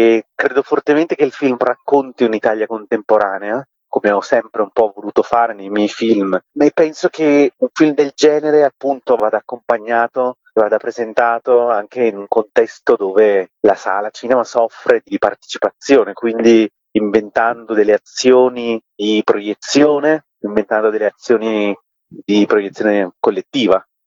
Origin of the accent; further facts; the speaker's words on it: Sri Lanka; Italian is a second language; Io vengo dallo Sri Lanka, per me già la lingua italiana è una lingua che ho imparato